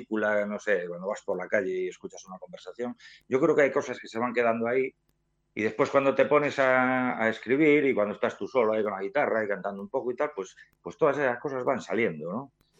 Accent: Ponferrada, Castile and León, Spain; Nos queda un poco lejos y tal

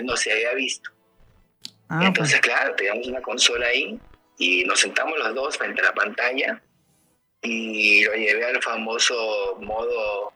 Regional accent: Guayaquil, Guayas, Ecuador; born there; Mi abuelo vivía en Guayaquil, yo nací en Guayaquil, pero ya me había movido a otro lugar.

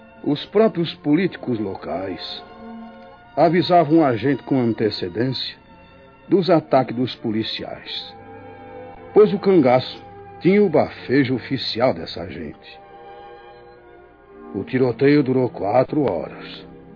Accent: Recife, Pernambuco, Brazil; para o Recife, minha terra natal.

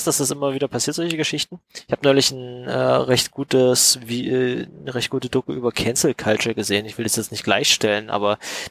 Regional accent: East Germany, Germany; weil wir es irgendwie als Kinder in Ostdeutschland nicht anders wussten oder sowas

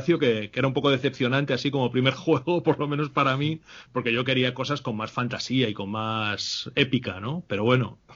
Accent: Salamanca, Castile and León, Spain; nosotros los dos somos de Salamanca y vivíamos los dos por la misma zona, que es la zona del rollo, Camino de las Aguas, y yo me fui a vivir allí a los 7 años.

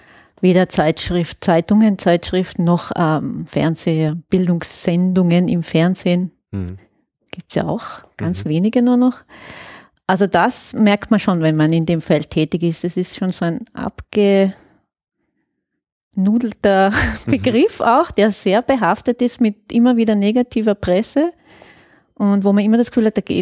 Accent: Trentino-Alto Adige, Italy; Ich komme eigentlich aus Südtirol

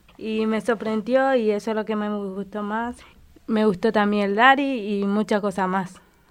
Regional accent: Paraguay; now in Argentina; Yo vengo de Paraguay, ciudad de Capucú. Yo vine acá, me traje a mi familia, mi abuela, para venir a estudiar. Vine el 2015, 17 de febrero

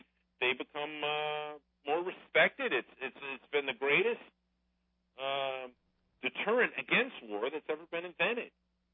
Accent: United States; I'm an American, and I don't get obsessed with some third-rate power overseas getting a nuclear bomb.

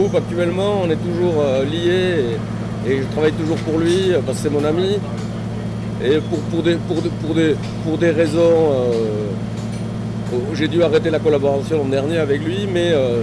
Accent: Biarritz, Nouvelle-Aquitaine, France; now in Paris, France; Non, moi je viens de Biarritz.

